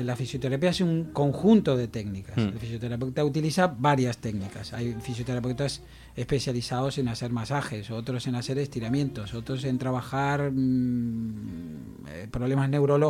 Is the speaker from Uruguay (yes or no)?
yes; Uruguay; Bueno, empecé en mi país a estudiar medicina.